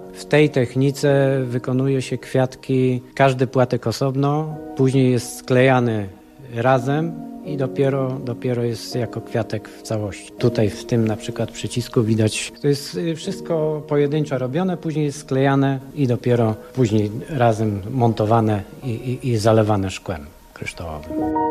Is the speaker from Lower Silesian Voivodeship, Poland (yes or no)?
yes; Szklarska Poręba, Lower Silesian Voivodeship, Poland; born there; Ja się urodziłem w Szklarskiej Porębie.